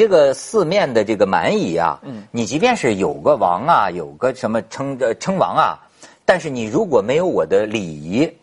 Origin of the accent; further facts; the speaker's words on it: Hebei, China; 过去我跟人总是强调说我是河北人，现在我大约含含糊糊的都说我老家北京的。